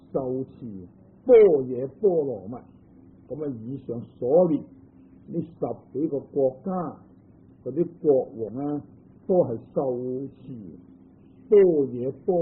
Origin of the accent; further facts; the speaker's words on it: Guangdong, China; 即是我们广东人说的弟弟啊